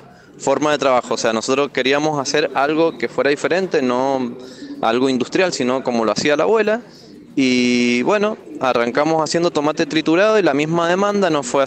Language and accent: Spanish; Junín, Argentina; vengo desde Junín